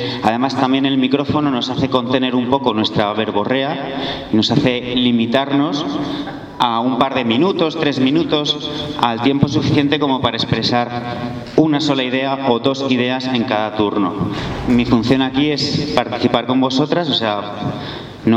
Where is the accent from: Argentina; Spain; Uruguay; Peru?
Spain; Madrid, Community of Madrid; yo vengo de La Ventilla, uno de los barrios de Tetuán